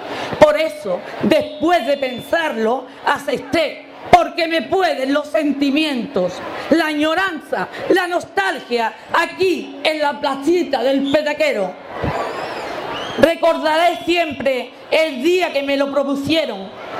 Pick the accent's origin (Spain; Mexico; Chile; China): Spain; Ubrique, Andalusia; sobre todo a ustedes, a mi gente, a mi pueblo, ya que por primera vez en la historia de Ubrique, su feria es pregonada por una mujer.